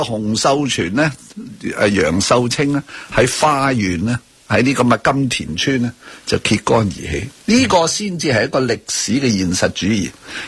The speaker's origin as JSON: {"language": "Cantonese", "country": "China", "said": "因为我系中国人，"}